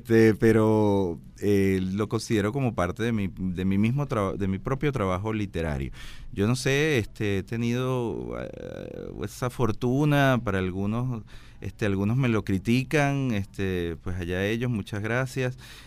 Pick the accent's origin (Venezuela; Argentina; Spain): Venezuela; Puerto Cabello, Carabobo; Yo soy de Puerto Cabello, mi papá nos traía a Caracas